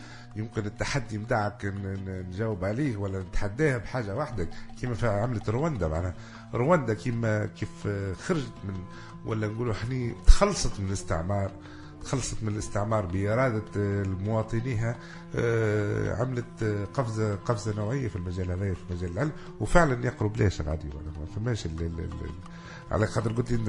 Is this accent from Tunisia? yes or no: yes; Tunisia; تو النظام الرأسمالي تو عندنا في تونس هنا